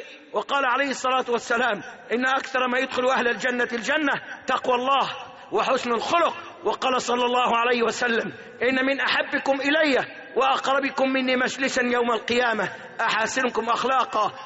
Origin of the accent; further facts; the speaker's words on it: Egypt; اللهم احفظ بلادنا مصر